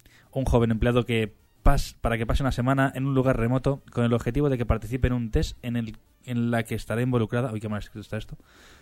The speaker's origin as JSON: {"language": "Spanish", "town": "Madrid", "region": "Community of Madrid", "country": "Spain", "said": "Somos de Madrid, somos los mejores."}